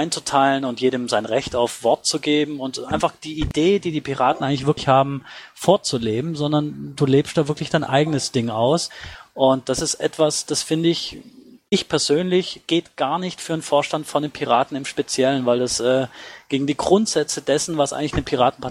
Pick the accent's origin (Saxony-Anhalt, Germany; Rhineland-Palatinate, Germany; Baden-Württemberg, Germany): Baden-Württemberg, Germany; ich komme auch aus Baden-Württemberg